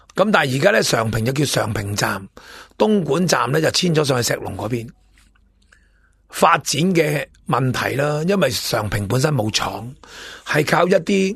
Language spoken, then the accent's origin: Cantonese; Hong Kong; 我哋香港人点啊，我哋香港人点啊